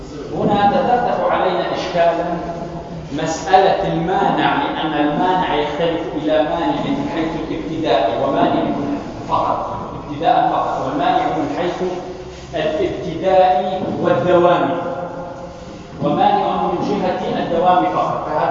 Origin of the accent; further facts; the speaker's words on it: Tunisia; إنه عندنا في تونس مثلا هناك بعض الناس يطلقون نساء لسنا زوجات لهن